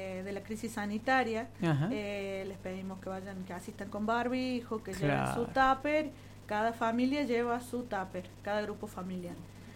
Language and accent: Spanish; Cruz del Eje, Córdoba, Argentina; Sí, somos de Cruz del Eje las dos. Yo vivo en Barrio Villa El Aine, he vivido ahí toda mi vida.